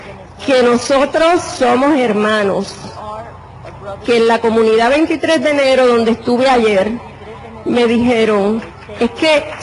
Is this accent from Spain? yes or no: no; Puerto Rico; Como yo, miles de puertorriqueños. Es un error pensar que los puertorriqueños somos norteamericanos. Nosotros somos latinoamericanos.